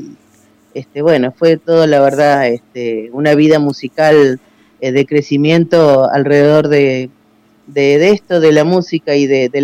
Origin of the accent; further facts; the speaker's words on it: San Isidro, Buenos Aires Province, Argentina; born there; mi hermano Luis y yo nacimos en la provincia de Buenos Aires, pero del lado del norte de la provincia de Buenos Aires, es Béjar, partido de San Isidro.